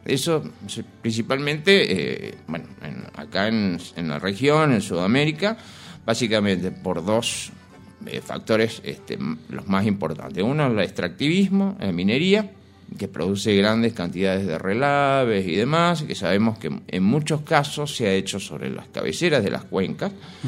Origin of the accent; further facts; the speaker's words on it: Córdoba, Argentina; Nosotros originariamente somos de Córdoba. Y bueno, las cosas de la vida también en la historia familiar nos trajo para acá.